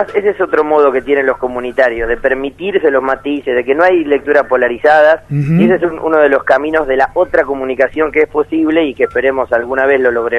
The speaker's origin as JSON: {"language": "Spanish", "country": "Argentina", "said": "me dicen que soy el argentino que conocen que más quiere ser uruguayo"}